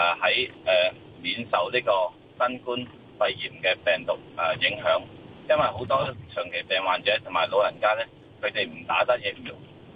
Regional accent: Hong Kong; 我哋香港人

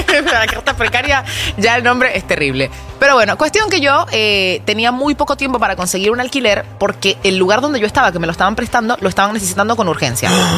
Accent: Venezuela; now in Argentina; Para los que no saben, soy venezolana.

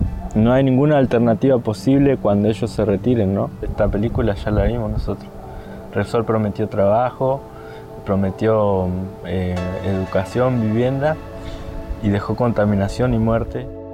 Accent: Neuquén, Argentina; el Lof Campo Maripe está a 105 kilómetros más o menos de la capital de Neuquén

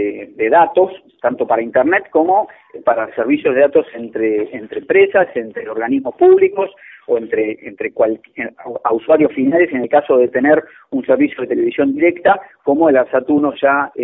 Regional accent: Argentina; hablo como ingeniero, como argentino, como habitante de la Argentina

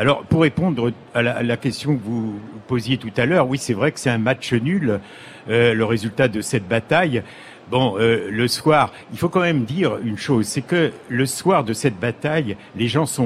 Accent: Saint-Pierre-la-Cour, Pays de la Loire, France; born there; ces deux combattants là qui sont nés dans le village où je suis né en Mayenne.

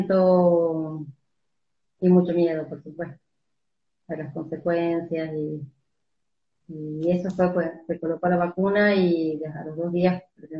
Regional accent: Tucumán, Argentina; soy médica de Tucumán, trabajo en una maternidad

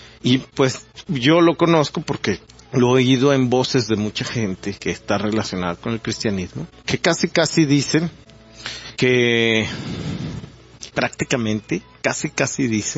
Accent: Mexico; Es una triste realidad de nosotros como mexicanos.

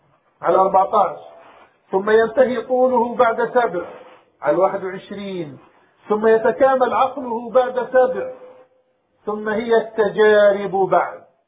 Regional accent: Palestine; معظم مدن بلادنا بلاد الشام وفلسطين

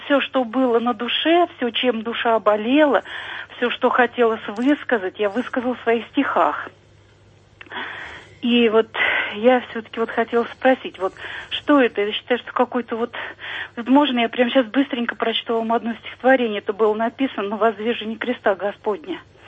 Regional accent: Vladimir Oblast, Russia; now in Moscow, Russia; Я живу в Москве, но родом я с Владимирской области.

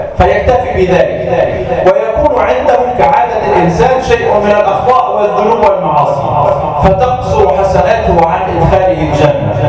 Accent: Egypt; اللهم اجعل بلدنا مصر آمنة مطمئنة

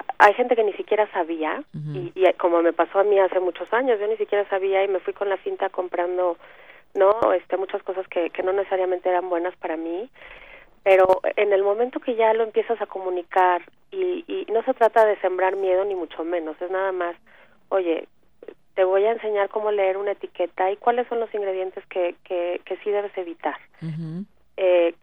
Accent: Mexico City, Mexico; yo soy del DF, pero ya me voy a ir para allá en unos días para dar unos talleres.

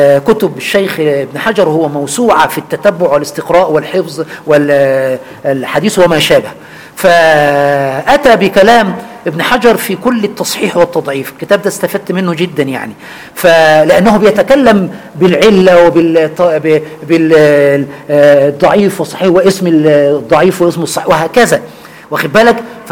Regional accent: Egypt; أنا ما خرجت من مصر البتة

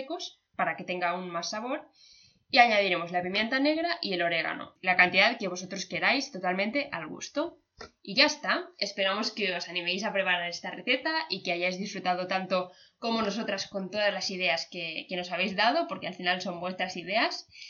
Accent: Balearic Islands, Spain; ya sabéis que somos de Menorca

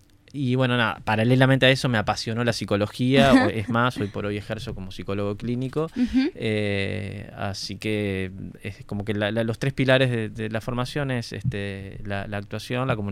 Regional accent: San José, Uruguay; Como recién dije, soy oriundo de San José.

